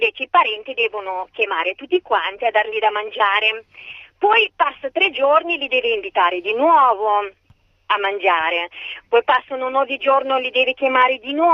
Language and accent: Italian; Moldova; Italian is a second language; now in Italy; io non sono italiana, vengo dalla Moldavia.